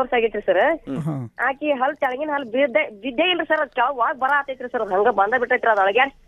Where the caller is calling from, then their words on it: Katageri, Karnataka, India; ನಾವು ಅತ್ರಿ ತಾಲೂಕು ಕಟಗೇರಿಂದ ಸರ್.